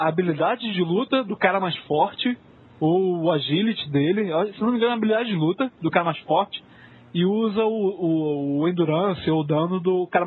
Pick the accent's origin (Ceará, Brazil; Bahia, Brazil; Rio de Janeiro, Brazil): Rio de Janeiro, Brazil; Sou do Rio.